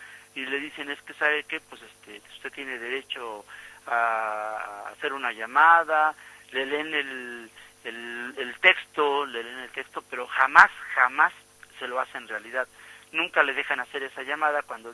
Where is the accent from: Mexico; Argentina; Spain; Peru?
Mexico; Mexico City; que sí somos gente de este barrio, que sí somos gente de Tepito, orgullosamente tepiteños